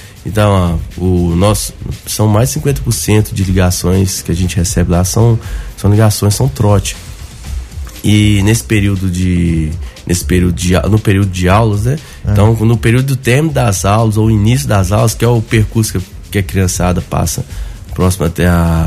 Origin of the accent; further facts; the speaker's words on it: Belo Horizonte, Minas Gerais, Brazil; Eu sou nascido e criado em Belo Horizonte. Fiquei em BH em torno de... até os 25 anos, né? Nasci lá, foi até os 25 anos.